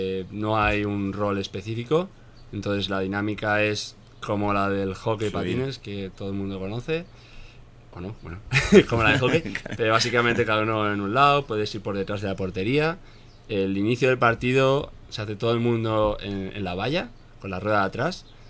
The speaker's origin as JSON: {"language": "Spanish", "town": "Pamplona", "region": "Navarre", "country": "Spain", "said": "Yo soy de Pamplona, entonces por ahí se lleva mucho lo de la cuadrilla."}